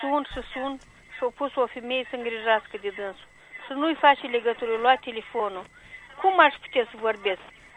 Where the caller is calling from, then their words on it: Sofia, Sofia City, Bulgaria; din Sofia.